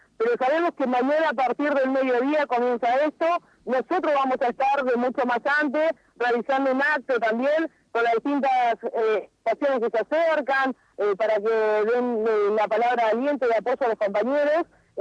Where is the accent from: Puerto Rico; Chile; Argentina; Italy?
Argentina; Las Heras; la localidad de Las Heras, mi pueblo, estaba totalmente sitiado y quedó con miedo.